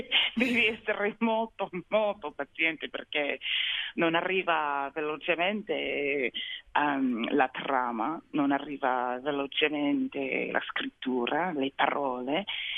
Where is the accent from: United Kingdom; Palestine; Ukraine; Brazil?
United Kingdom; London; born there; accent: American; Italian is a second language; ho detto io sono americana, c'era sempre qualcun altro per dirmi no, non sei davvero americana perché sei nata a Londra. Ma se ho detto invece sono inglese, è venuta la risposta non sei davvero inglese perché guarda l'accento, è più americano